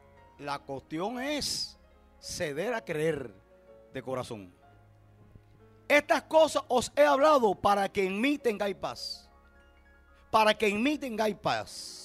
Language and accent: Spanish; Puerto Padre, Las Tunas, Cuba; Ahí tuve años viviendo hasta el año 80 que regresé a mi pueblo natal, Puerto Padre.